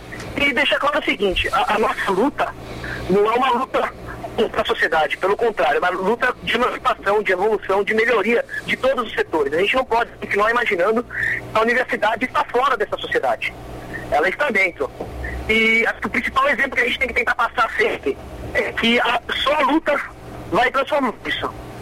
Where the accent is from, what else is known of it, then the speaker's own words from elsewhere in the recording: São Paulo, Brazil; Eu sou de São Paulo, capital.